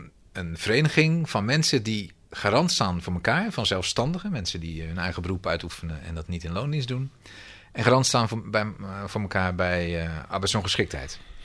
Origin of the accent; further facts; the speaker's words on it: Schiedam, South Holland, Netherlands; Ik ben zelf Schiedammer.